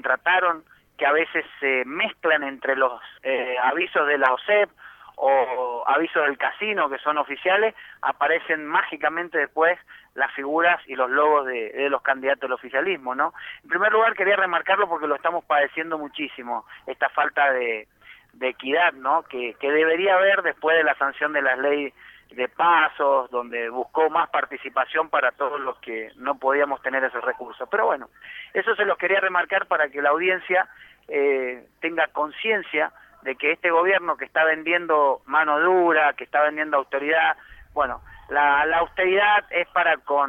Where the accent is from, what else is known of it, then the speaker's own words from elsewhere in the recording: Chilecito, Argentina; lo que nosotros conocíamos allá en mi pueblo, en Chilecito, como el circo criollo, ¿no?